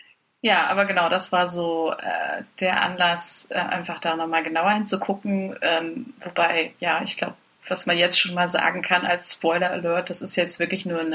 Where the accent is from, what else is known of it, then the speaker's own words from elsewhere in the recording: East Germany, Germany; Ich bin Ossi